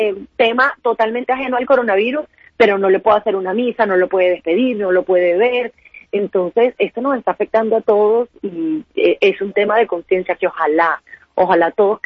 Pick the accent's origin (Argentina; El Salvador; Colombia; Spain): Colombia; a nosotros como colombianos nos cuesta un poco entender la situación del prójimo